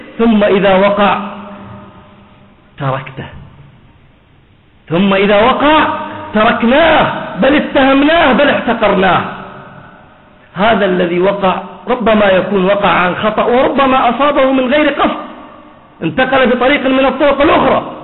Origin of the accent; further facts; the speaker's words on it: Bahrain; عندنا في البحرين سجلت الحالات التي سجلت بهذا المرض